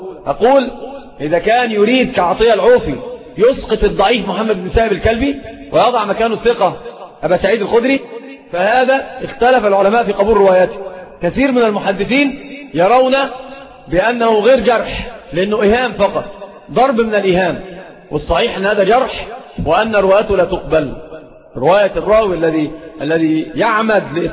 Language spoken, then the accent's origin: Arabic; Egypt; سيب بورسعيد دي في القاهرة، يعني عندنا في مصر